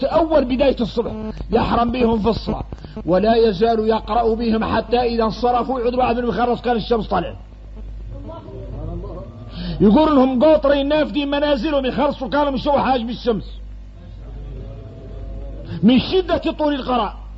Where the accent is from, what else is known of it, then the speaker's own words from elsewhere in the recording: Mauritania; وإحنا موريتاني فاصلين في حد يطول